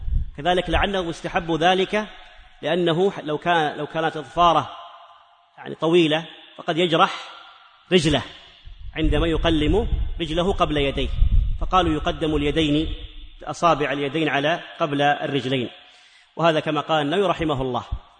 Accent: Hejaz, Saudi Arabia; وعندنا في الحجاز إلى قريب يطلقون على الحلاق المزين

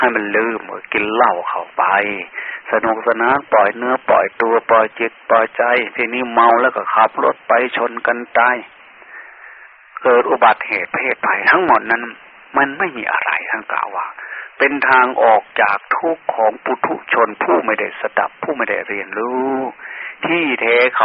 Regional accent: Sakon Nakhon, Thailand; born there; เราเกิดมาในภาคอีสานเกิดมาโดยเลือดเนื้อเชื้อไขที่เมืองสกลนครเนี่ยอยู่ใกล้ๆแค่นี้

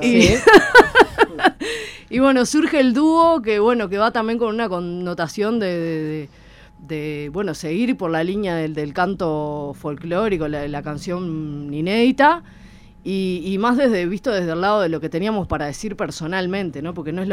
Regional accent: Montevideo, Uruguay; Somos montevideanas, siempre vivimos acá, hicimos toda la escuela, todo el liceo acá, todo, pero claro, tenemos mucha influencia de nuestra familia que viene del interior.

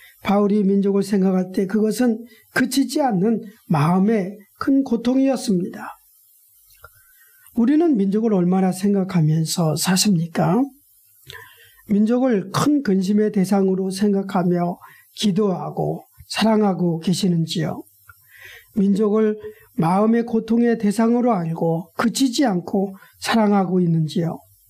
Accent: South Korea; 저도 한국인이기 때문에 어디든지 늘 한국 사람들을 향한 어떤 복음의 열정을 숨길 수 없습니다.

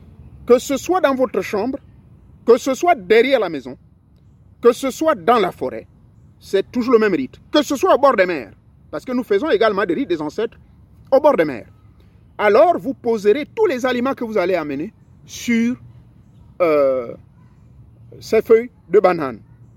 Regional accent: Gabon; Chez moi au Gabon

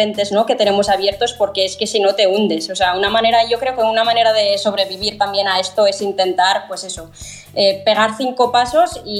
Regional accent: Western Sahara; yo como mujer saharaui, por ejemplo, también nos encontramos con el hándicap de ser también refugiadas, ¿no? De no tener tampoco un territorio donde asentarte.

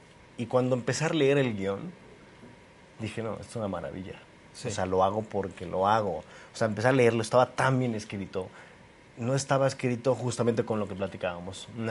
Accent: Mexico; Es justamente esa responsabilidad que tenemos que tener como mexicanos o como latinos

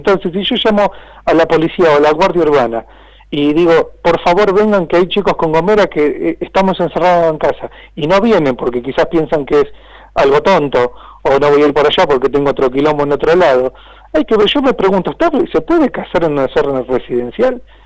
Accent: Cañuelas, Buenos Aires Province, Argentina; Y después digo que yo soy de Villa Raciti, yo soy de tal, yo soy del barrio Libertad

